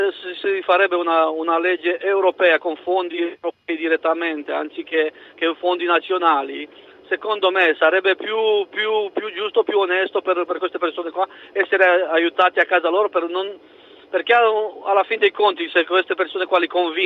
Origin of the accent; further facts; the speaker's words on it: Romania; Italian is a second language; Sono rumeno.